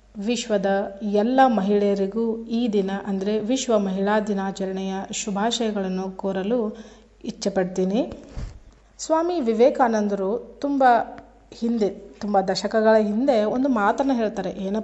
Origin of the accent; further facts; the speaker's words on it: Karnataka, India; ಮೊದಲಿಗೆ ನಿಮಗೆಲ್ಲ ಗೊತ್ತು, ನಾವು ಉತ್ತರ ಕರ್ನಾಟಕದವರು